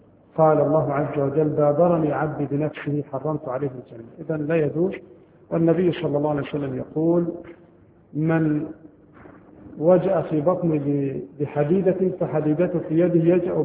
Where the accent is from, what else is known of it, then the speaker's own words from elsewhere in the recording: Egypt; طبعا عندنا في مصر هذا القانون غير مطبق شرعا